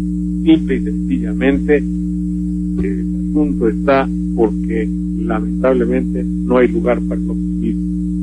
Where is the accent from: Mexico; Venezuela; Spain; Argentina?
Mexico; a nosotros nos lastima y nos hiere como mexicanos